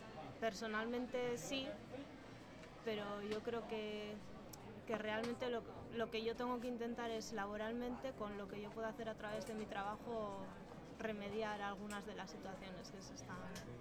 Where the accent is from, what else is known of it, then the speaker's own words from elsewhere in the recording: Logroño, La Rioja, Spain; moved away; Soy de La Rioja, de Logroño.